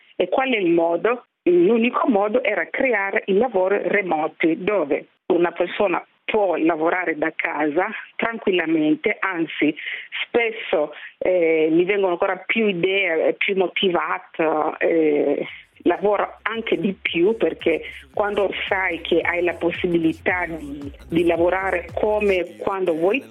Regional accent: Kenya; dove io vengo dal Kenya, praticamente le donne del Kenya lavorano nel mio workshop

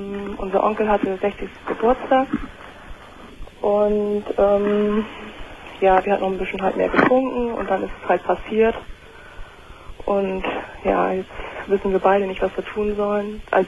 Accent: Northern Germany, Germany; ich komme hier oben mehr aus Norddeutschland

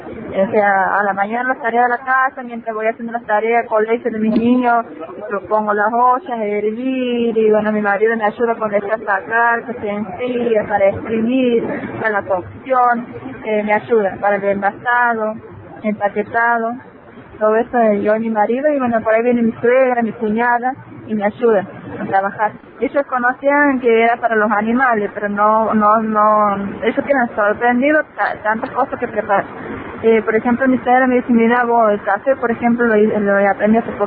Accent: Santiago del Estero, Argentina; soy de Santiago del Estero, capital a 35 kilómetros vivo en lo que se llama la localidad Áfraga, el departamento político, es un pueblo donde vivo.

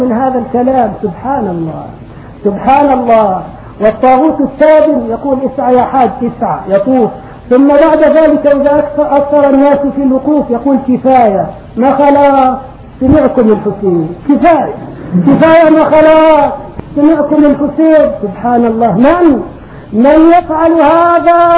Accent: Egypt; وكم في بلادي مصر من صالحين

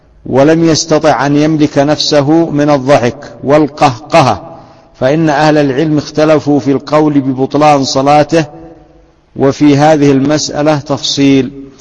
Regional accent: Yemen; فيسمى هذا عندنا في اليمن غيان

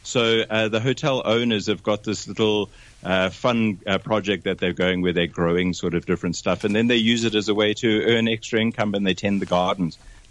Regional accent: South Africa; accent: South African; moved away as an adult; I picked up the phone and phoned them from South Africa in my South African accent.

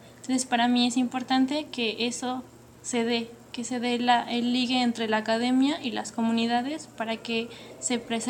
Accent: Mexico City, Mexico; Del Distrito Federal.

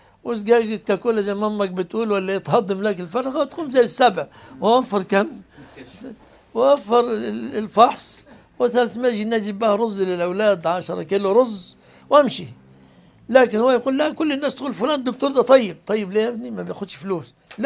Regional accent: Egypt; وعندنا في مصر اللي عنده سيارة ما يسمى فقير في الغالب

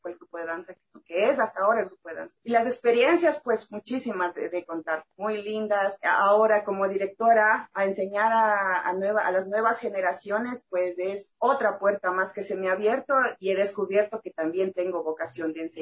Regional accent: Ecuador; lo que tenemos, el arte, la cultura que tenemos como ecuatorianos

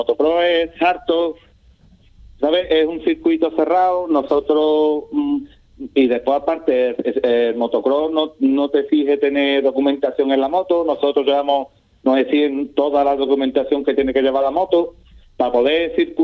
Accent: Ubrique, Andalusia, Spain; Sí, estos somos todos de Ubrique, compañeros todos de Ubrique.

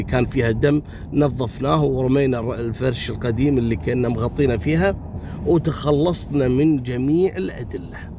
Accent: Kuwait; حصلت عندنا في الكويت يعني في أول التسعينات

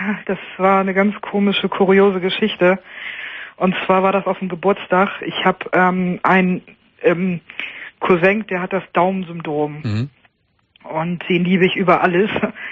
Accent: Lower Saxony, Germany; weil ich komme aus Niedersachsen

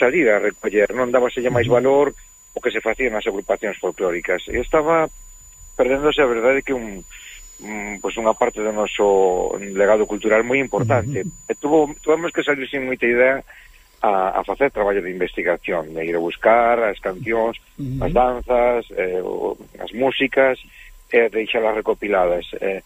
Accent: Vigo, Galicia, Spain; Quizáis a miña zona natural, o sur da provincia de Pontevedra. Eu son de Vigo

